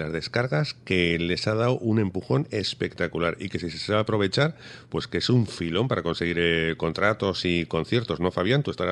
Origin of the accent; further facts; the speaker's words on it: Huesca, Aragon, Spain; yo soy de Huesca.